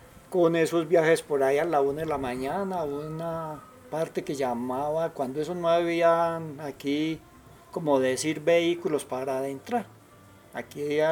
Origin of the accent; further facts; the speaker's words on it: Medellín, Antioquia, Colombia; born there; Buenos días … Yo nací aquí en Medellín del 1952.